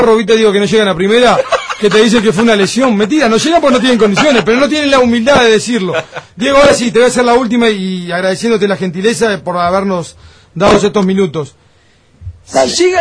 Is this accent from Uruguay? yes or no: yes; Uruguay; generación que me hizo volver a enamorarme de la selección, o que por primera vez yo me enamorara, como tantos uruguayos, claro.